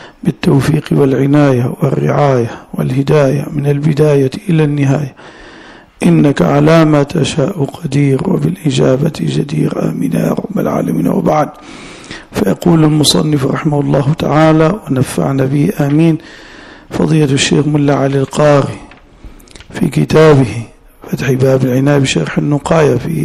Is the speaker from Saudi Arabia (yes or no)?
yes; Najd, Saudi Arabia; وهذا أنا حضرت مرة جمعة في بلادي نجد